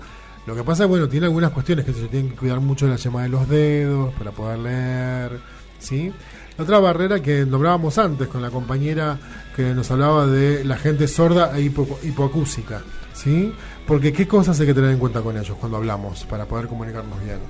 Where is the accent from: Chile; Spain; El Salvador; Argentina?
Argentina; La Tablada, Buenos Aires Province; now in Buenos Aires, Argentina; Algunos pasan del lado de provincia, donde me crié yo. Yo me crié allá en la Tablada con mis viejos. Ahora vivo acá en Barracas